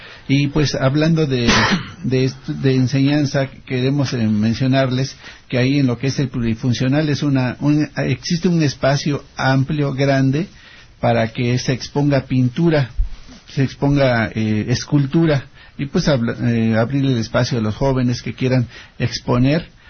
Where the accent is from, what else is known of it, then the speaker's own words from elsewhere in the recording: Mexico; cuando nosotros mismos como mexicanos la revaloramos